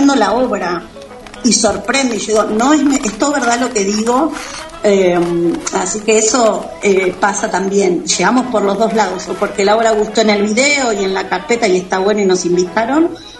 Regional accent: Córdoba, Argentina; Y muchas son de Buenos Aires, otras somos de Córdoba, bueno, andamos desperdigadas

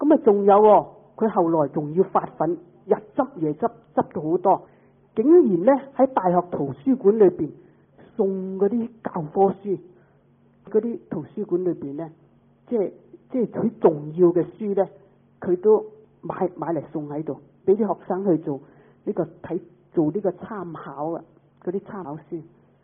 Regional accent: Hong Kong; 咁我哋香港人讲咧就系饭盒。

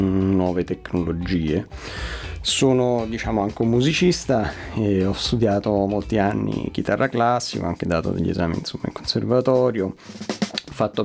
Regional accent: Rome, Lazio, Italy; sono di Roma, ho 30 anni e sono laureato in musicologia e beni musicali

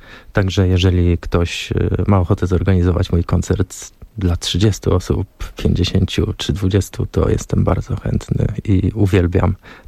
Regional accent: Szamotuły, Greater Poland Voivodeship, Poland; Żyrardów, Poznań, Szamotuły, moje rodzinne miasto

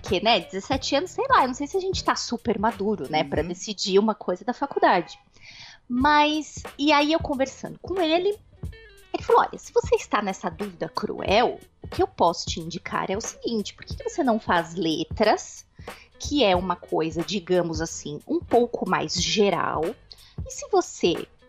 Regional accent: São Paulo, Brazil; eu sou nascida e criada em São Paulo, capital. E eu só moro há quase um ano, ainda vai fazer um ano, daqui a um mês. Quase um ano no interior de São Paulo, mas eu sou nascida e criada aí em São Paulo.

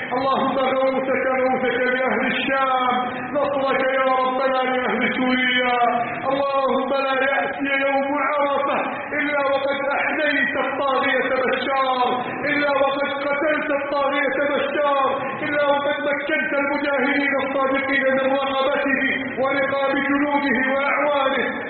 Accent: Egypt

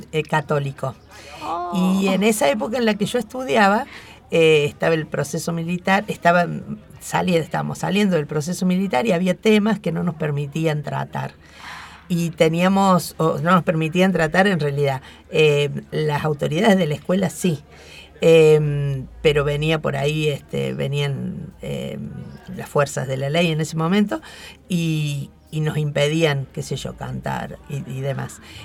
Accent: Bell Ville, Córdoba, Argentina; now in Córdoba, Argentina; Yo empecé psicopedagogía, me vine a Córdoba, yo soy de Belville. Me vine a Córdoba y empecé a estudiar psicología.

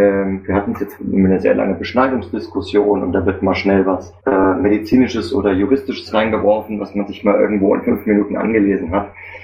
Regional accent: Frankfurt, Hesse, Germany; Ich bin aus Frankfurt.

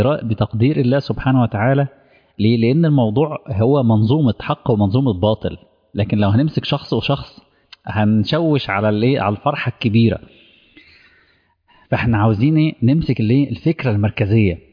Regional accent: Egypt; منطقة العريش عندنا في مصر

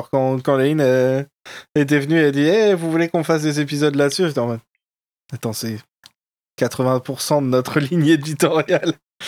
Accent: France; Vu que nous, en plus, on est français

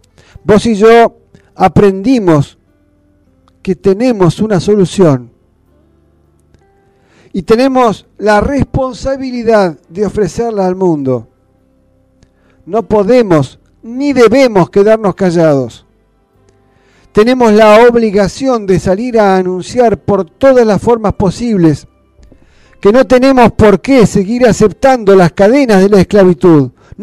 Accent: Argentina; Como argentinos, estamos en condiciones de servidumbre desde el mismo nacimiento

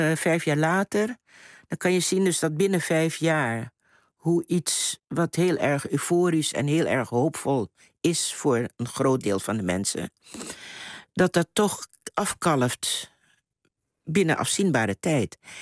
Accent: Curaçao; born there; Ik ben geboren op Curaçao, wel uit Surinaamse ouders.

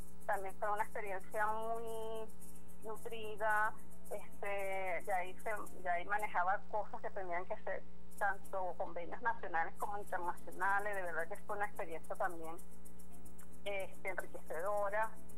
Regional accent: Venezuela; lo que nos identifica como venezolanos

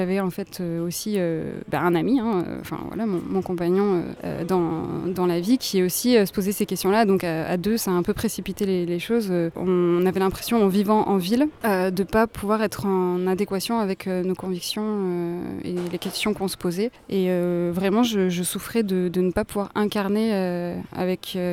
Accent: Bordeaux, Nouvelle-Aquitaine, France; je suis entrée dans ma 29e année il y a quelques mois. Mon parcours jusqu'à aujourd'hui, je suis née à Bordeaux, j'ai grandi entre la ville et avec un pied à la campagne dans le nord des Landes.

